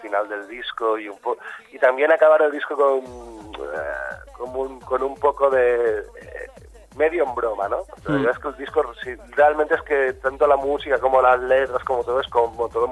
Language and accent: Spanish; Valencia, Valencian Community, Spain; mi adolescencia, sobre todo en Valencia, está muy marcada por la música Bacalao.